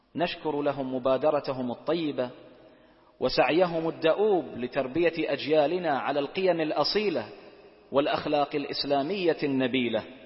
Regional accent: Bahrain; اللهم من أرادنا وأراد بلادنا البحرين

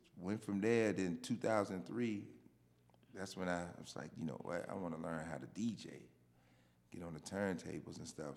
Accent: Chesterfield, Virginia, United States; I represent the 804 VA. I am from Chesterfield, Virginia.

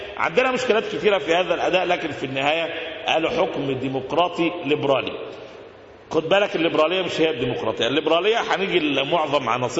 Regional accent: Egypt; اللي ممكن تشبهه عندنا في مصر بعصر

